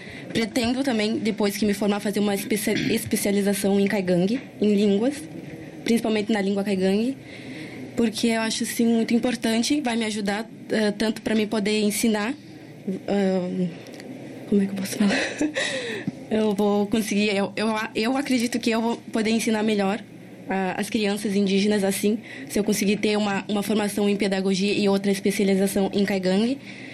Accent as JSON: {"language": "Portuguese", "town": "Constantina", "region": "Rio Grande do Sul", "country": "Brazil", "lives_now": "Pelotas, Brazil", "said": "eu sou do interior, então quando eu cheguei para Pelotas, foi um choque total, não é da minha realidade, do meu costume"}